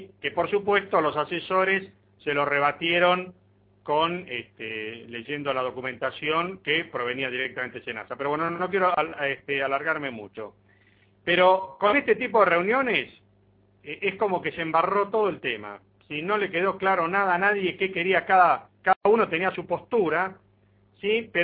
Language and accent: Spanish; Argentina; si somos argentinos también podemos hacer las cosas bien.